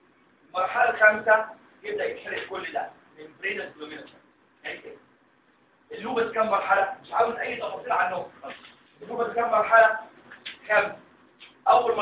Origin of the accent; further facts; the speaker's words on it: Egypt; عشان كده مش كومن عندنا في مصر